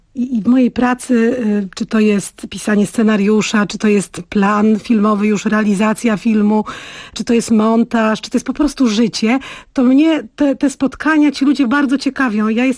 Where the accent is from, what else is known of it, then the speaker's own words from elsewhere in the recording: Białystok, Podlaskie Voivodeship, Poland; Jestem dziewczyną z Białegostoku, gdzie poczucie humoru podlaskie takie jest takie właśnie konkretne, specyficzne.